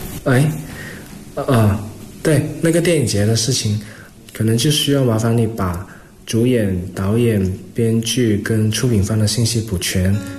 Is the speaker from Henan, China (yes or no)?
no; Guangdong, China; moved away as an adult; now in Beijing, China; 我是广东人，其实更多喜欢看港产片，因为它会有一个情节在，只要是有港产片的上映我都会去看，而且我要首选看粤语场的场次。我是2008年来北京读大学